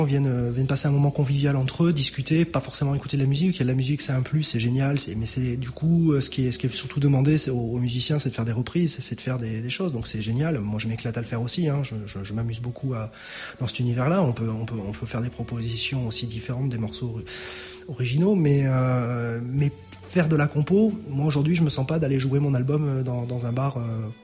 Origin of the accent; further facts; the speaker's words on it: Bayonne, Nouvelle-Aquitaine, France; J'ai toujours été bien reçu chez nous, dans le Sud-Ouest, enfin sur Bayonne et sa région.